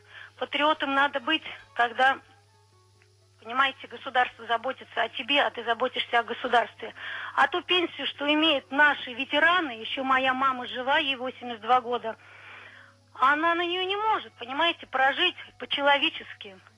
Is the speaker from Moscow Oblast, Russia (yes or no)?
yes; Sergiyev Posad, Moscow Oblast, Russia; Я из Сергиева Посада.